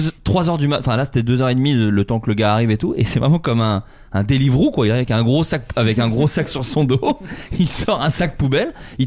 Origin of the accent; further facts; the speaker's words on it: Bourgogne-Franche-Comté, France; now in Paris, France; Donc moi, voilà, j'ai grandi en Bourgogne.